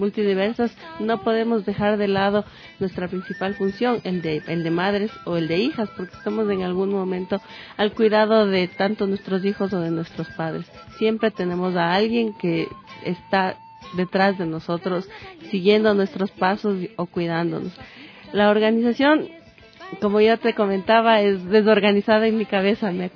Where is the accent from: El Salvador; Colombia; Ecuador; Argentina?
Ecuador; Ambato, Tungurahua; Ahorita en comunidades de Tungurahua, como te decía, también soy de Ambato